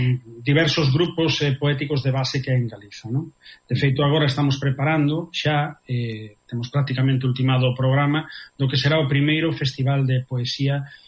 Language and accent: Galician; A Coruña, Galicia, Spain; also born or lived in Vilalba; realmente eu son natural de Vilalba, dunha parroquia de Vilalba que se chama Lanzós. Bueno, despois eu crieime na Coruña.